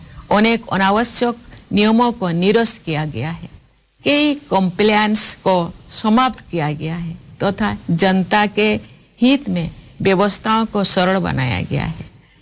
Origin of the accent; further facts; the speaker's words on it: India; प्यारे देशवासियों, ये हमारा सौभाग्य है कि हम भारत भूमि के निवासी हैं।